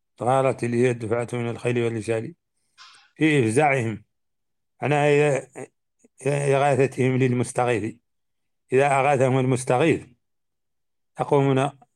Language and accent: Arabic; Mauritania; الرواية عندنا في موريتانيا خالتي